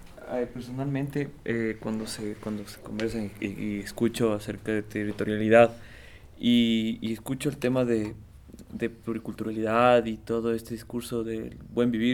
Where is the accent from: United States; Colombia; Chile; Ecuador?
Ecuador; Quito, Pichincha; yo soy del sur de Quito, y yo más bien he venido del sur de Quito construyendo todo un discurso